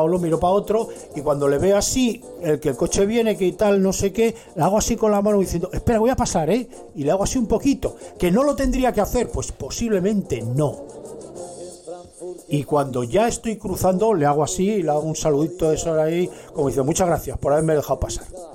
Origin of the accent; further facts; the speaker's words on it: Madrid, Community of Madrid, Spain; born there; Vamos, yo no soy del norte, yo nací en Madrid.